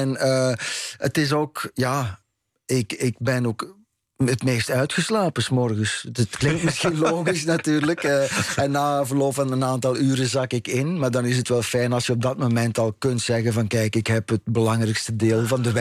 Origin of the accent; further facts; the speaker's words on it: Ghent, East Flanders, Belgium; now in Netherlands; maar ik kom dus inderdaad uit Gent en ik ben rond 11:00 vanochtend vertrokken.